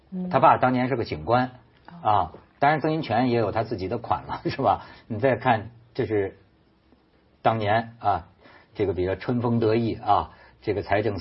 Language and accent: Chinese; China; 就是我作为一个大陆人，尤其我一说大家都有同感